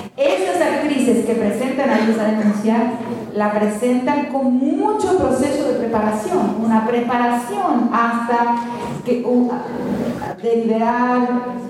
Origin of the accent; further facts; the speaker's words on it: Argentina; algo que estoy acompañando en mi país, ahí por muchas convocatorias de muchas madres, de muchos directores de colegios, de grandes colegios de la Argentina